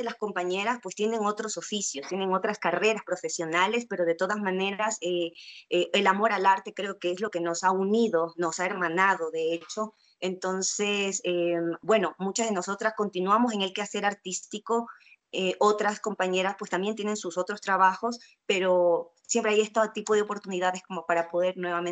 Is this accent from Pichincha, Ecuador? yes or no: no; Guayaquil, Guayas, Ecuador; yo decidí dejar mis cosas en Guayaquil, yo soy de Guayaquil, y en el 2013 ingreso al Mala Hierba